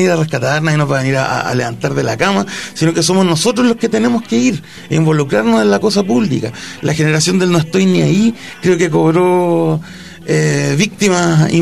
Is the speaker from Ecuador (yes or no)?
no; Calama, Antofagasta, Chile; vengo de Calama